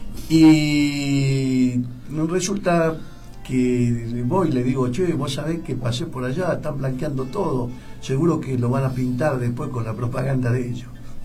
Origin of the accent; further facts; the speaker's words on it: Rosario, Santa Fe, Argentina; aunque yo soy rosarino